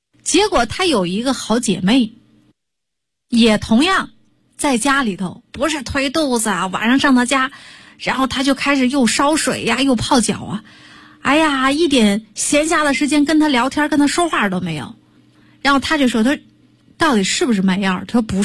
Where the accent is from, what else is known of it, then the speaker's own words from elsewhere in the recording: Shandong, China; 说用我们山东人说的话，这样的人就是魔怔